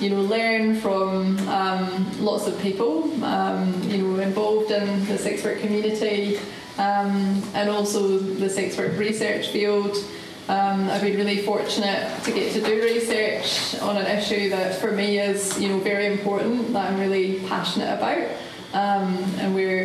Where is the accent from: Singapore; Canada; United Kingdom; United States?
United Kingdom; Scotland; also born or lived in London; now in New Zealand; I moved to New Zealand in 2007. I was living in London before I moved to New Zealand. I'm from Scotland.